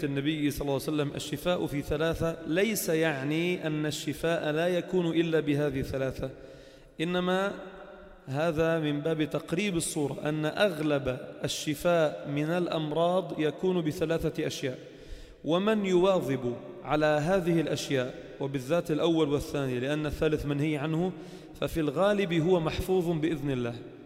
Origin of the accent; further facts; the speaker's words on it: Lebanon; والذي يستطيع عندنا في لبنان قليل جدا